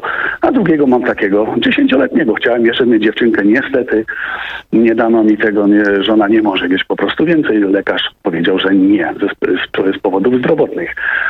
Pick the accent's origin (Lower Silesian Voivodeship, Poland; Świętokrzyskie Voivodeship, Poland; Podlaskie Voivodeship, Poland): Świętokrzyskie Voivodeship, Poland; mamy te same lata, co mój przedmówca, bo mówił, że ma obłożone 50 lat. Tylko on spod Krakowa, ja jestem spod Kielc.